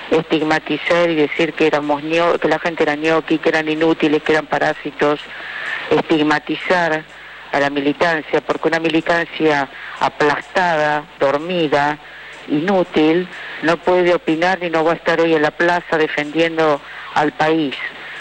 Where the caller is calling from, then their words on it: Buenos Aires, Argentina; Hola, soy … de Palermo.